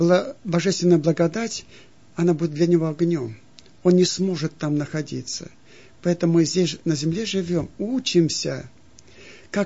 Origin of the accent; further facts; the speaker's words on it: Aleysk, Altai Krai, Russia; в детстве я в Алтайском крае жил, в городе Алейске